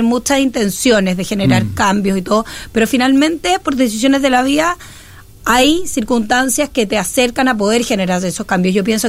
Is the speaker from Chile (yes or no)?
yes; Chile; que no tiene la dotación que necesitamos como chilenos